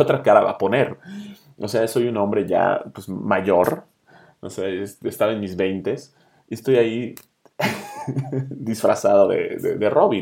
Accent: Cancún, Quintana Roo, Mexico; also born or lived in United States; now in Mexico City, Mexico; yo vivía obviamente en los Estados Unidos por un tiempo, me vine a vivir a Cancún, y de ahí soy, yo soy de Cancún. Y de ahí me vine a vivir al DF

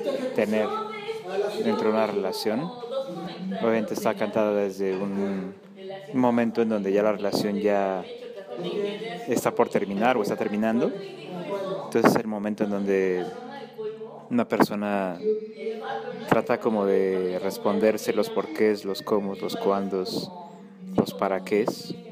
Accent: Mexico City, Mexico; De la Ciudad de México.

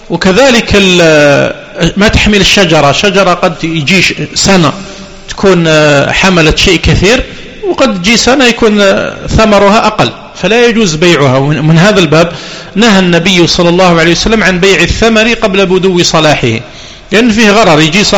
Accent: Algeria; وقد بدأت تدخل عندنا في الجزائر، وكنا لا نسمع بها قديما

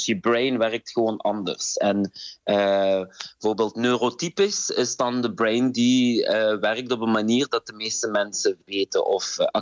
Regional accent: Morocco; Ik ben ook Marokkaan, dus ik heb ook heel veel Marokkaanse dans.

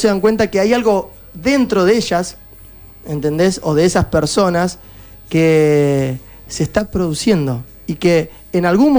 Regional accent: Argentina; lo peor que nos puede pasar como argentinos es caer en la división.

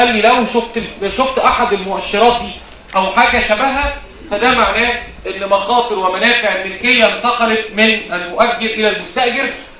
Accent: Egypt; زي عندنا في مصر 75%

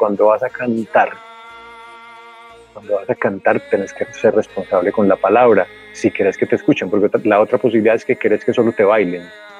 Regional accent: Angostura, Antioquia, Colombia; Yo crecí en Angostura. Angostura es un pueblo al noroccidente de Antioquia.

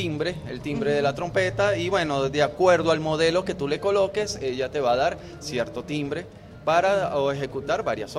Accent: Venezuela; orgullosamente soy el primer venezolano en hacerlas en aluminio venezolano.

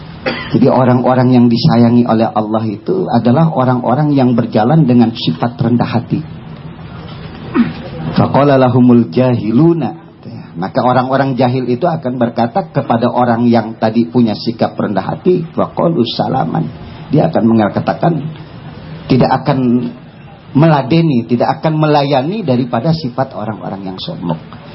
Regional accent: Jakarta, Indonesia; Nah kebetulan saya orang Betawi, ya, saya Betawi asli, ya.

